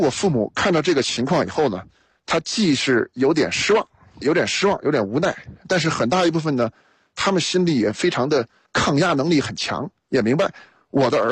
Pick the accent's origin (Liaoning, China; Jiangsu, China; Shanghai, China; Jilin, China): Shanghai, China; also born or lived in Chengdu; 我父亲是北京人，母亲是东北人，但是我是在成都出生，1岁的时候呢又去了上海，在上海待了整整9年，所以把幼儿园小学基本上都在上海读了，然后转学到成都。